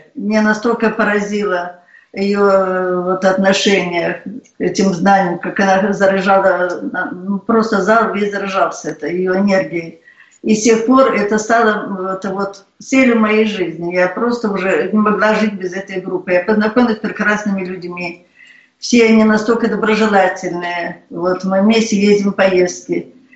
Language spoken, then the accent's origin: Russian; Belarus; я из Белоруссии.